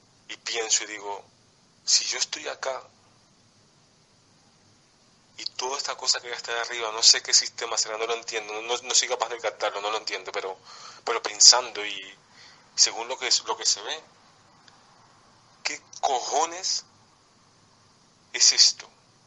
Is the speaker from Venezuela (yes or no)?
yes; Venezuela; now in Madrid, Spain; Yo estoy aquí en Madrid, pero yo soy venezolano y tal.